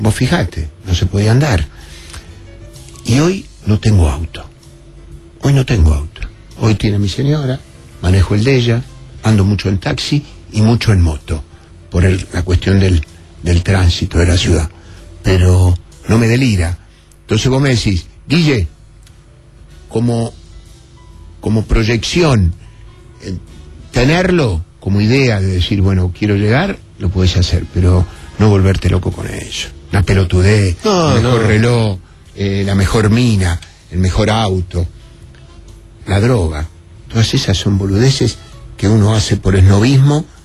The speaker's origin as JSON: {"language": "Spanish", "region": "Buenos Aires", "country": "Argentina", "tie": "born there", "said": "Y yo no nací en una sapie, en Constitución. en la calle Tacuarí 1593 entre Brasil y Garay"}